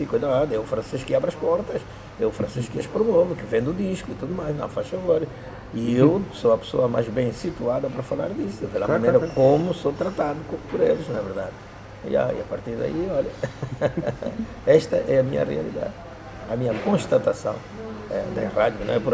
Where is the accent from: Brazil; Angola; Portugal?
Angola; moved away as an adult; now in Europe; Sim, desde 66 que eu não vivo em Angola.